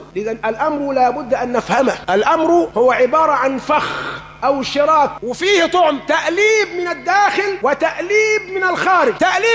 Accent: Egypt; وما حدث عندنا في مصر كان من داخل مصر ومن خارج مصر

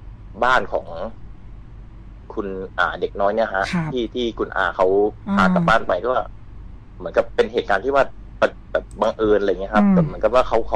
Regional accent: Central Thailand, Thailand; ผมเป็นคนภาคกลาง

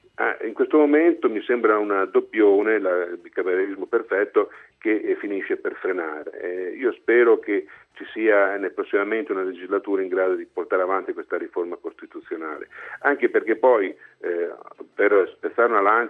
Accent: Emilia-Romagna, Italy; Sono romagnolo

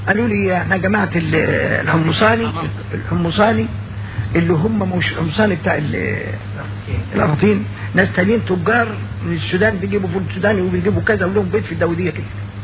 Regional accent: Egypt; لان المتبع عندنا في مصر

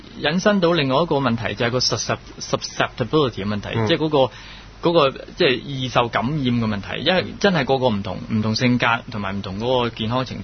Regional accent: Guangdong, China; 我哋广东人就系叫咩咧？

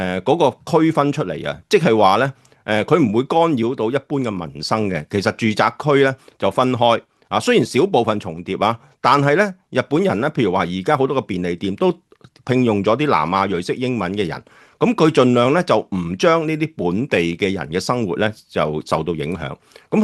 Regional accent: Guangdong, China; 我哋廣東人有句説話就最好噶

